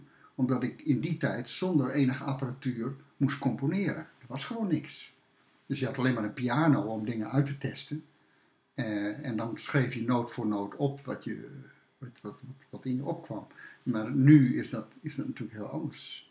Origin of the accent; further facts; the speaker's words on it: Groningen, Netherlands; En daarvoor, ik ben een Groninger, daarvoor woon ik in de Groninger binnenstad, heel lang.